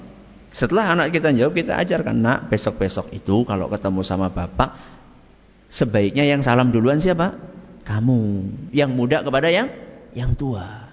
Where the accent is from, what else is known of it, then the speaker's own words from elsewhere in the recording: Java, Indonesia; apalagi kita orang Jawa ya